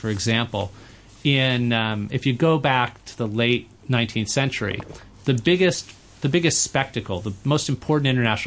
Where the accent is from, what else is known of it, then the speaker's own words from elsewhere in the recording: United States; as an American, I think even things that resonate with an American thing.